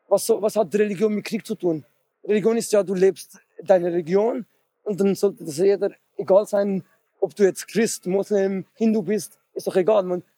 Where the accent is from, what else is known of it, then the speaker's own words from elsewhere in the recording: Switzerland; Kommen wir aus der Schweiz.